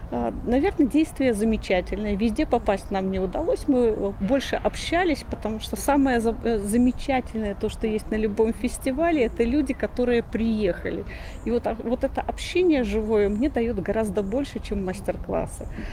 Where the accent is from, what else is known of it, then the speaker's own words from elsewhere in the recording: Minsk, Belarus; И мы из Минска.